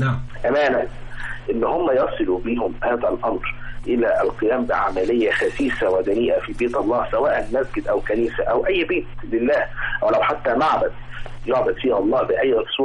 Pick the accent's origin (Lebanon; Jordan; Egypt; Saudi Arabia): Egypt; إحنا كمصريين كرامتنا وطرنا قبل أي تعزية